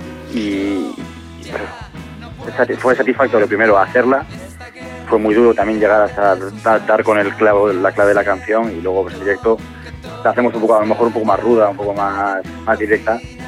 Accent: Cantabria, Spain; now in Madrid, Spain; yo que soy de Cantabria lo mismo

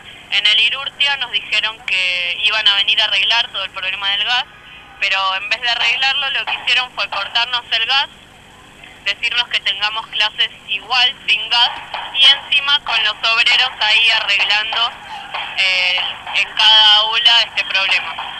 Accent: Buenos Aires, Argentina; Los dos somos de Mataderos y los dos estamos teniendo problemas edilicios en nuestros colegios.

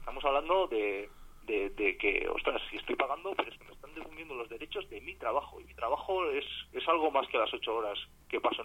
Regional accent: Palencia, Castile and León, Spain; porque en sí yo soy de Palencia. En Palencia, una de las grandes empresas es la fábrica de armas.

